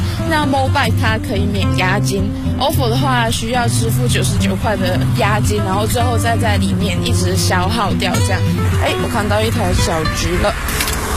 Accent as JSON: {"language": "Chinese", "country": "Taiwan", "lives_now": "Beijing, China", "said": "到底一直住在一个小岛上面的孩子，来到这个这么大的城市要生活一个月，会不会迷失自我呢？"}